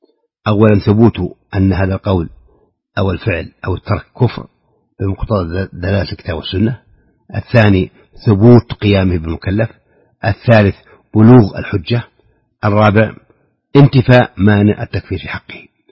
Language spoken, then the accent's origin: Arabic; Saudi Arabia; في بلادنا المملكة العربية السعودية